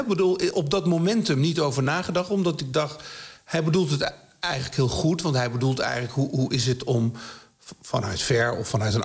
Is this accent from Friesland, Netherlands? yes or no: no; Nijmegen, Gelderland, Netherlands; Ja, ik kom uit Nijmegen, precies.